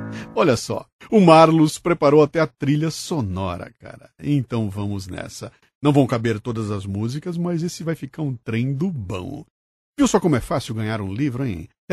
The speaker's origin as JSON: {"language": "Portuguese", "town": "Bauru", "region": "São Paulo", "country": "Brazil", "tie": "born or raised there", "said": "Eu nasci e vivi toda a minha infância até a adolescência em Bauru, o maior entroncamento ferroviário do Brasil."}